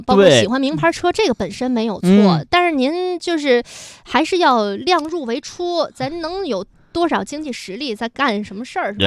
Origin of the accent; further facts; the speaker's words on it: Shijiazhuang, Hebei, China; now in Beijing, China; 因为从北京开往石家庄，我老家的车都是从西站发车。